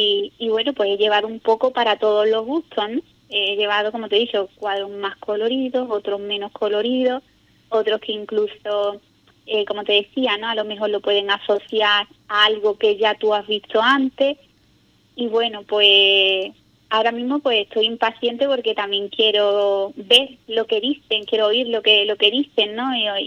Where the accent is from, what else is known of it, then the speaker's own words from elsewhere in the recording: Ubrique, Andalusia, Spain; el que gente de Ubrique vaya a otros lugares, ¿no?, y puedas decir, mira, esta persona es de mi pueblo